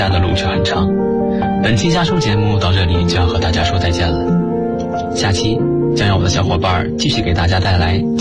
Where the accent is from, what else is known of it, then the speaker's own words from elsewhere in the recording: Gansu, China; 来自甘肃，距离我的家乡1622公里